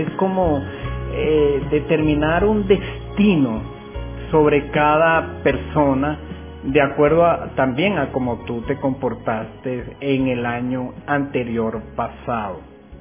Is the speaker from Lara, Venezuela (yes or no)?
no; Chacao, Miranda, Venezuela; que somos parte ya de Caracas. Aunque no somos Caracas, somos del estado Miranda